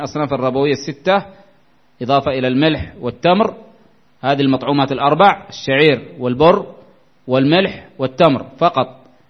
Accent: Yemen

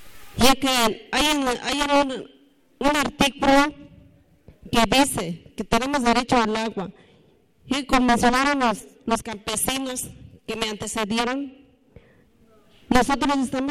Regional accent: San Sebastián, Mexico; soy de San Sebastián.

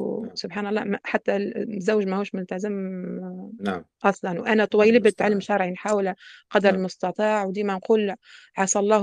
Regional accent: Tunisia; now in France; انا تونسيه فنتصور كمسلمه معناتها وضعيتي في فرنسا وانا مسلمه احسن من وضعيتي في تونس

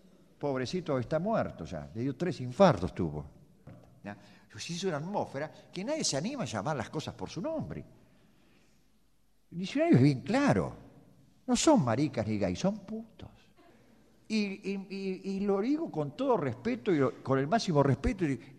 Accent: Buenos Aires, Argentina; Yo como porteño

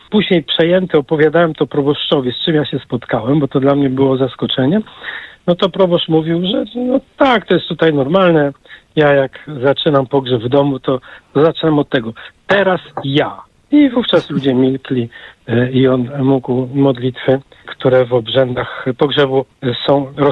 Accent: Łódź, Łódź Voivodeship, Poland; Sam pochodzę z Łodzi, więc w mieście nie było takich obyczajów

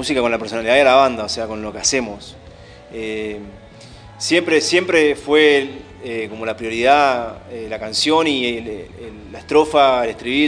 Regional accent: Goya, Corrientes, Argentina; nosotros somos de Goya Corrientes.

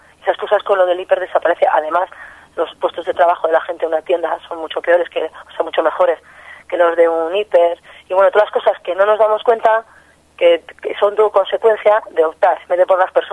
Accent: Pamplona, Navarre, Spain; born there; En La Rocha, que es el barrio donde yo nací, donde me considero

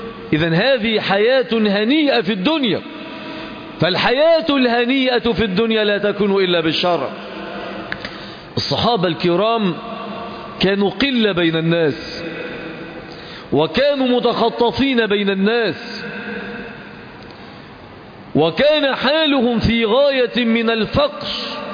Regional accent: Egypt; نحن في بلدنا مصر، ما الذي نحتاج؟

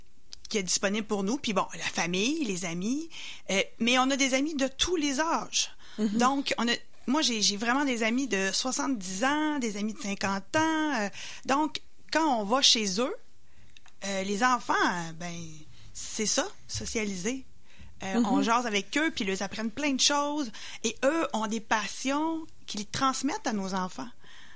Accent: Bellechasse, Quebec, Canada; Donc, moi, je suis de Bellechasse.

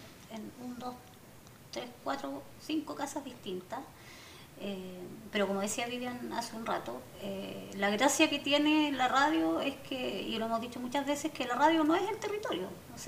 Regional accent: Valparaíso, Chile; los porteños somos y las porteñas somos bien localistas.

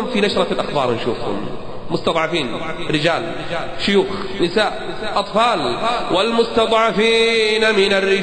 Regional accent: Kuwait; عندنا بالكويت الكلام عربي والجلد عربي والشكل عربي

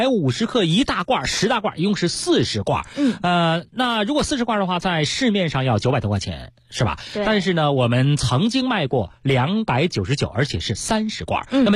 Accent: Beijing, China; 我们北京人呢挺喜欢它的啊

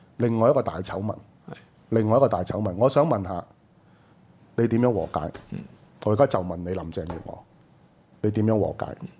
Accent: Hong Kong; 係違反我哋香港人嘅一個基本嘅價值觀

